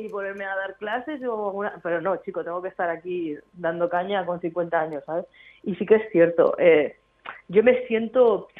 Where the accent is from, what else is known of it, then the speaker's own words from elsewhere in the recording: Madrid, Community of Madrid, Spain; born there; now in Barcelona, Spain; mis dos ciudades, que son donde nací, que es en Madrid, y donde vivo, que es aquí en Barcelona.